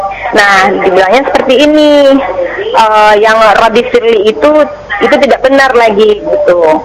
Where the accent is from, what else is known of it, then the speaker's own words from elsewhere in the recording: Padang, West Sumatra, Indonesia; Begini Pak Ustadz, saya ingin bertanya. Saya dari Padang.